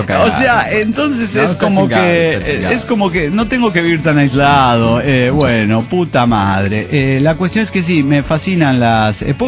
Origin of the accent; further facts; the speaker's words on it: Aguascalientes, Mexico; desde Aguascalientes, México.